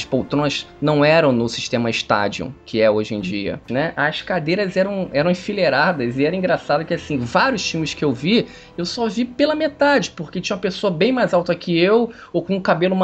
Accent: Rio de Janeiro, Brazil; Eu fui criado muito no Méier, né?

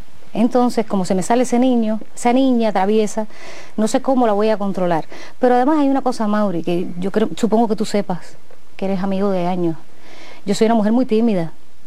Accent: Havana, Cuba; Muchas personas piensan que yo soy del campo, pero bueno, yo creo que lo soy de raíz, pero nací en La Habana.

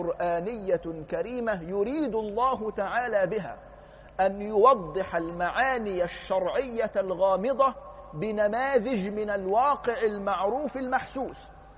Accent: Egypt; كانت عندنا في مصر معرفش 30 ميل

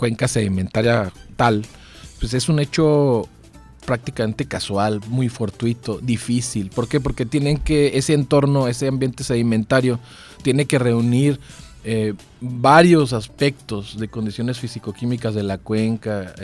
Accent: Hermosillo, Sonora, Mexico; Sí, estoy de aquí en Hermosillo y pues parte de mi vida, o la gran parte de mi vida, hasta egresar de la licenciatura en ingeniería geológica en Chihuahua. Entonces, soy nacido aquí en Hermosillo.

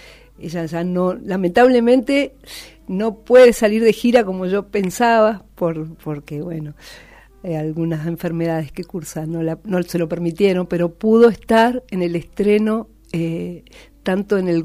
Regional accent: General Alvear, Mendoza, Argentina; also born or lived in Uspallata; Bueno, mendocina. En realidad soy alvearense.

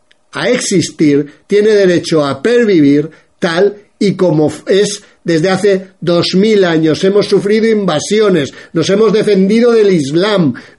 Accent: Spain; los españoles seguimos siendo españoles

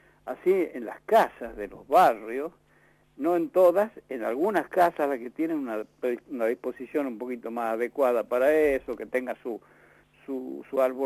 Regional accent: Chuquis, La Rioja, Argentina; Yo los carnavales los he pasado siempre en Chuquis, en mi pueblo, allá en la costa riojana, lo que le llamamos la costa, que es el departamento Castro Barro. Ahí nosotros tenemos un rinconcito, una casita, en el pueblito de Chuquis

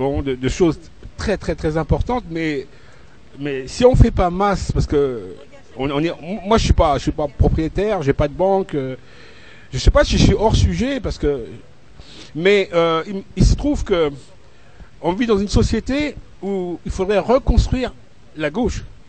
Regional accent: Luxembourg; C'est pas parce que j'ai grandi au Luxembourg, mais je me suis vraiment rendu compte que celui qui a de l'argent

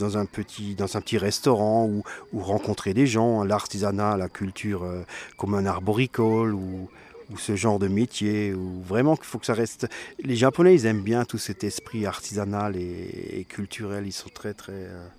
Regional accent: Grand Est, France; now in Washington, United States; Je suis originaire d'Alsace, je vis en Alsace quand même un petit peu, enfin je vis entre tous mes voyages dans le monde. Naturellement, j'ai un logement à Washington, naturellement, je suis quand même basé aux États-Unis, mais j'ai quand même mes racines qui restent alsaciennes

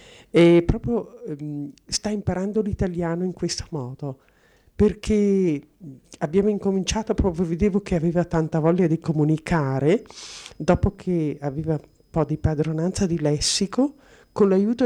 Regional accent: Merano, Trentino-Alto Adige, Italy; Sono di Merano, insegnante di scuola media, in pensione da un anno e mezzo.

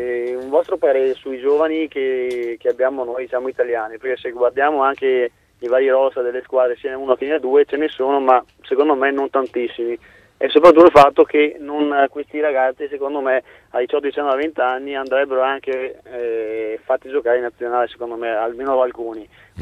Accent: Venice, Veneto, Italy; io sono di Venezia Sponda Mestre

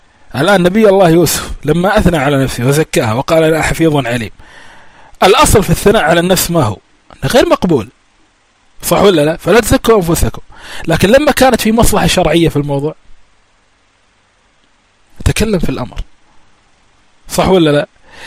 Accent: Kuwait; ها صار عندنا بالكويت عدة مرات

